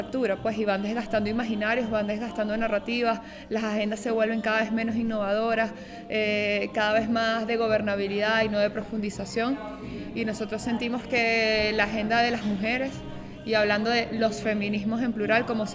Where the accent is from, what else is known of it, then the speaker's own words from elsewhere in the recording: Venezuela; vengo de Venezuela.